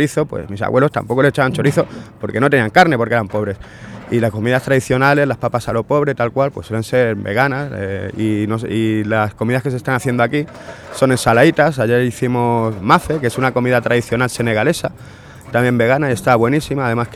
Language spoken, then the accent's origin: Spanish; Andalusia, Spain; La comida tradicional andaluza, yo soy andaluz